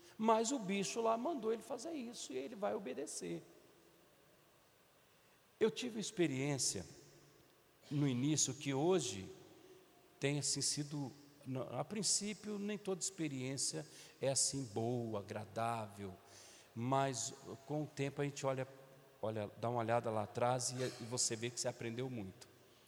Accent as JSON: {"language": "Portuguese", "region": "Minas Gerais", "country": "Brazil", "said": "porque eu sou mineiro, irmão"}